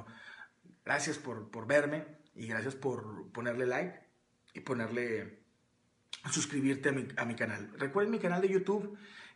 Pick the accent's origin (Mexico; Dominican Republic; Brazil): Mexico; Monterrey, Nuevo León; aquí en Monterrey, yo soy de Monterrey